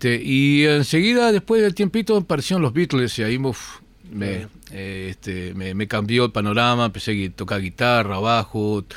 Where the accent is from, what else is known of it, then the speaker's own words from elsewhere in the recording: Montevideo, Uruguay; moved away; De Montevideo, sí, nací en Montevideo.